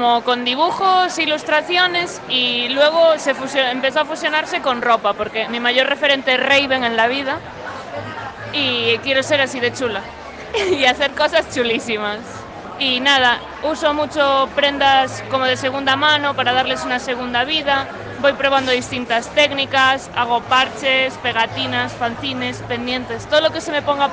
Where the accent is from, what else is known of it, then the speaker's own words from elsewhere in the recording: A Coruña, Galicia, Spain; también yo vengo de Coruña, de hecho tengo un parche con una frase muy típica de muy de coruño